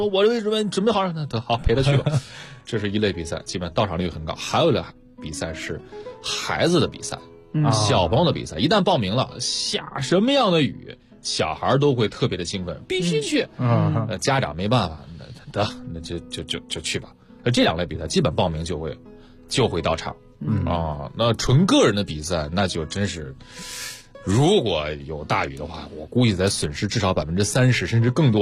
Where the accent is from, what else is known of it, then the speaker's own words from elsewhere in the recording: Dalian, Liaoning, China; 我跟掌柜我俩都是大连人